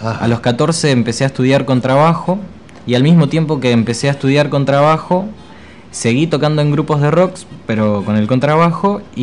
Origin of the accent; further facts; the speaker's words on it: Escobar, Buenos Aires Province, Argentina; born there; de Escobar, donde yo nací